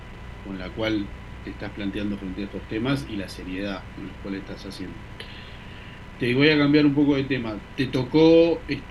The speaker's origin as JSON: {"language": "Spanish", "country": "Uruguay", "moved": "yes", "said": "la del voto de los uruguayos que vivimos afuera."}